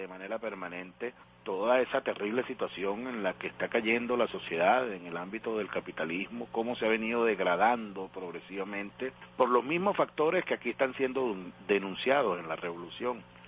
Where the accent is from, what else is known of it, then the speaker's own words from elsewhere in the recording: Venezuela; nos felicitamos como venezolanos